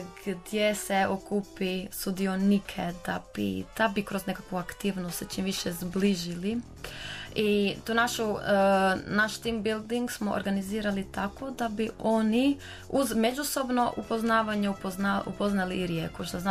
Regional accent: Croatia; dolazimo iz Hrvatske, a svi žele posjetiti Hrvatsku

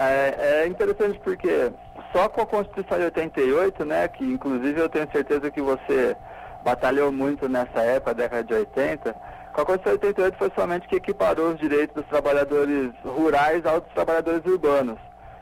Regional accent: Franca, São Paulo, Brazil; now in Curitiba, Brazil; numa equipe de 5 advogados, 4 somos de Franca.

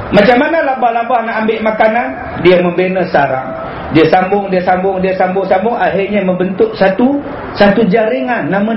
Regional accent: Batu Kurau, Perak, Malaysia; Orang kampung saya, saya orang Batu Kurau

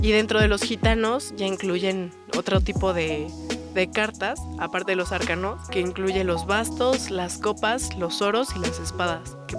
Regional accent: Oaxaca, Mexico; me fue a visitar a Oaxaca, de donde yo soy.

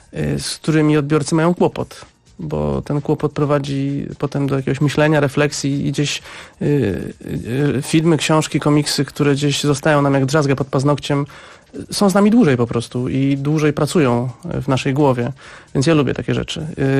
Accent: Szczecin, West Pomeranian Voivodeship, Poland; Ja jestem ze Szczecina, więc jakoś od razu mnie to zaintrygowało i poczułem jakąś więź przez miasto, w którym oboje się wychowaliśmy.

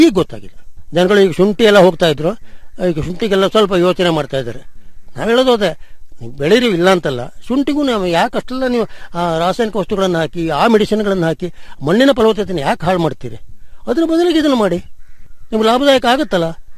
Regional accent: Sagar, Karnataka, India; ನಾನು ಮೂಲತಃ ಸಾಗರ ತಾಲೂಕು

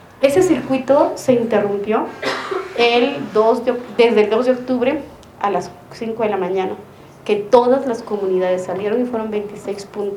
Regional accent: Guatemala; el 2 de octubre en mi pueblo, en Guatemala, amanecieron con 26 puntos parados

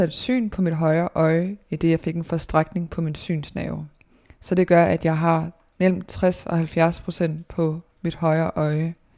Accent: Odense, Region of Southern Denmark, Denmark; jeg er født i 1997 i Odense på Odense Universitetshospital og har boet i Dalum i Odense i det samme dejlige parcelhus i hele min barndom og hele min teenageår.

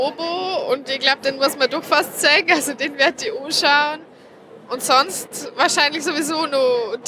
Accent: Bavaria, Germany; now in Vienna, Austria; Ich bin eigentlich aus Niederbayern. Momentan wohne ich aber in Wien.

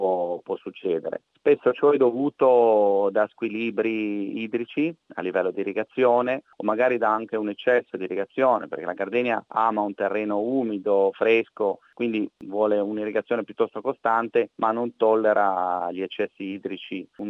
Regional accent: Liguria, Italy; Poi io vengo dalla Liguria, il ponente savonese rappresenta forse il distretto produttivo di piante aromatiche in vaso più importanti al mondo.

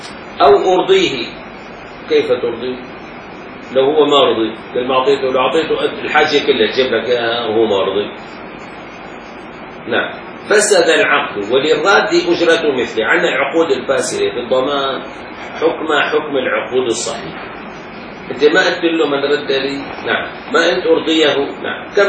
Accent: Damascus, Damascus Governorate, Syria; يجوا كم حارة عندنا بالشام؟ عندنا مثلا 25 حارة مثلا، 30 حارة

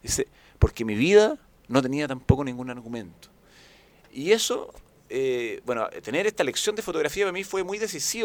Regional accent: Santiago, Santiago Metropolitan, Chile; Yo me crié mucho en barrio, por ejemplo, me crié en Franklin.

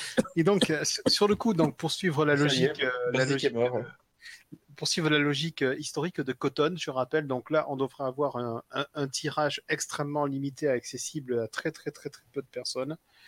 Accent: South, France; je dis opus parce que je prononce toutes les lettres, parce que je suis du Sud.

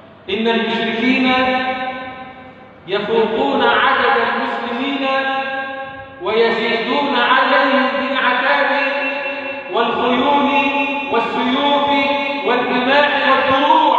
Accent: Egypt; اللهم اجعل بلدنا مصر أمنا أمانا

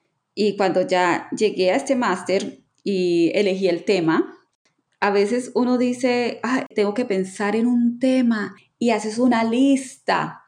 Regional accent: Colombia; La verdad es que para mí, como colombiana, en el grupo de escritoras de romántica

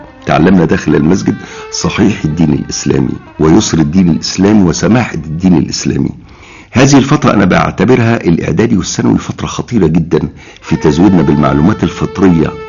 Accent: Saft El Laban, Giza Governorate, Egypt; also born or lived in Cairo; فكان محل ميلادي القاهرة، ولكنني من بعد هذه الورقة نشأت حياتي كلها في صفط اللبن وارتبطت بيها.

